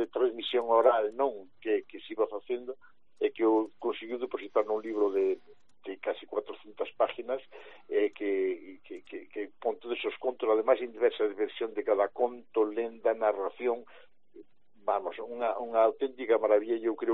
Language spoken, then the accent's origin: Galician; Galicia, Spain; somos todos de orixe, somos galegos, evidentemente